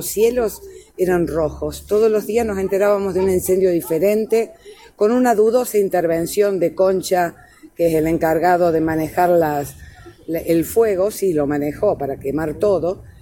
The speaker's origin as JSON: {"language": "Spanish", "town": "San Esteban", "region": "Córdoba", "country": "Argentina", "said": "Sí, bueno, yo soy de San Esteban, también el norte."}